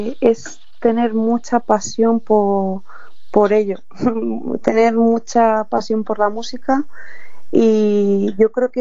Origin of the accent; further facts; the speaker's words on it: Madrid, Community of Madrid, Spain; De Madrid, soy de Madrid. Nací aquí en Madrid y he vivido siempre en Madrid.